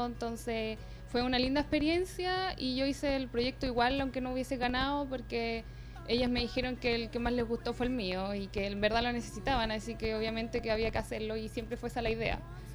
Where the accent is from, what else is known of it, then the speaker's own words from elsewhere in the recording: Chile; yo como buena chilena